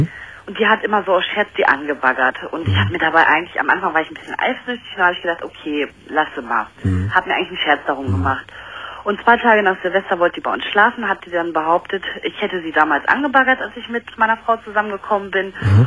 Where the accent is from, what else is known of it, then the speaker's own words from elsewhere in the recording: Dortmund, North Rhine-Westphalia, Germany; Wir gehen bei uns in Dortmund geht so eine Kneipe, die ist nur für Frauen.